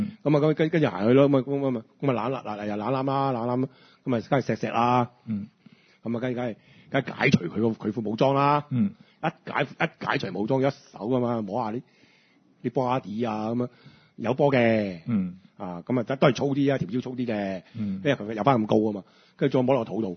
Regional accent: Hong Kong; 一路以來即係我哋香港人都唔識用外圍女呢三個字嚟形容呢啲女仔

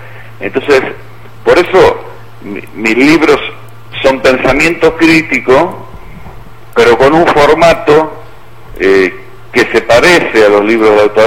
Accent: Argentina; por lo menos en mi país, en la Argentina

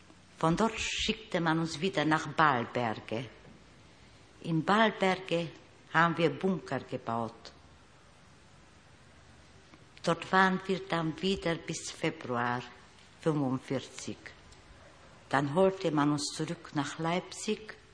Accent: Bistrița, Bistrița-Năsăud, Romania; Bistritz, in meiner Heimatstadt.

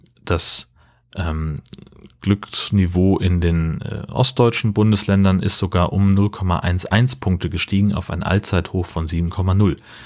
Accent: Hesse, Germany; also natürlich bin ich in Hessen aufgewachsen und habe da irgendwie einen Großteil meines Lebens verbracht

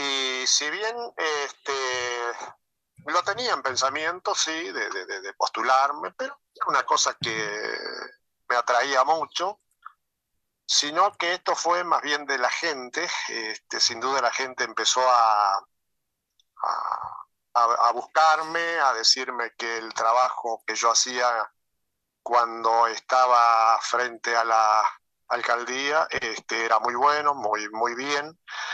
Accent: Constancia, Paysandú, Uruguay; hace 40 años que yo estoy acá. Sí, en febrero hizo 40 años. Yo soy oriundo de Constancia.

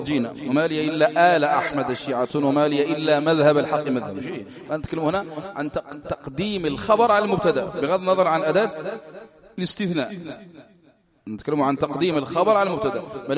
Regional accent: Algeria; تعرفوا الحال في بلدنا يعني تمر بلدنا الجزائر يعني بأحداث عظام

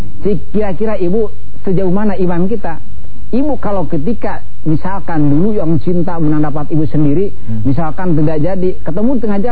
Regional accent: West Java, Indonesia; Pertama, saya orang Sunda. Kadang-kadang bacanya juga ngomongnya juga ngaco.

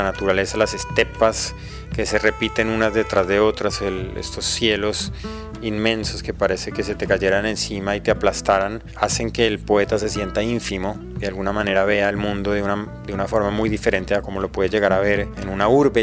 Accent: Colombia; soy escritor de Colombia.

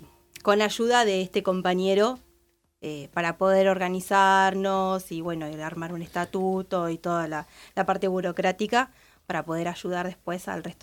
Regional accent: Punta Alta, Buenos Aires Province, Argentina; Yo vengo desde Punta Alta

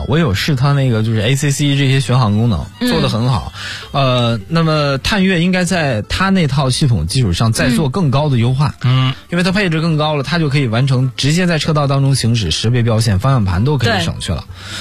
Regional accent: Shenyang, Liaoning, China; 你听我说这个情怀怎么回事。我们东北人

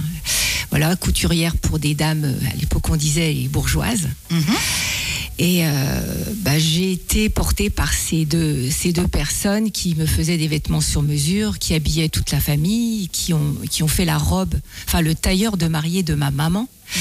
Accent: Grand Est, France; also born or lived in Aube; On est des Ardennes depuis 1654, donc c'est vous dire. Voilà, même village.

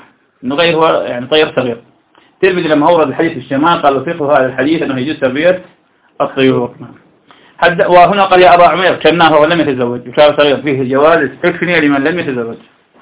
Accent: Iraq; أنا أعرف شخص كان عندنا في العراق

